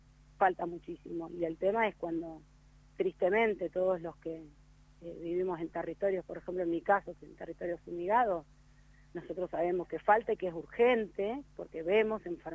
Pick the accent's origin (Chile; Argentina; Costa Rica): Argentina; Pergamino, Buenos Aires Province; yo voy a delatar toda mi edad, digo, desde el manual bonaerense, yo soy nacida y criada en Pergamino